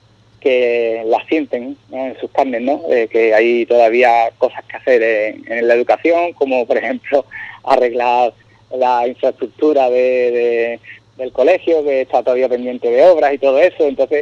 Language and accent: Spanish; Puerto Serrano, Andalusia, Spain; Yo soy de Puerto Serrano y vengo en mi primera vez.